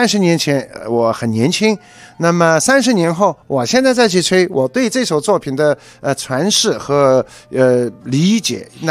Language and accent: Chinese; China; 那么等于说我们中国人能够生产激光唱片是87年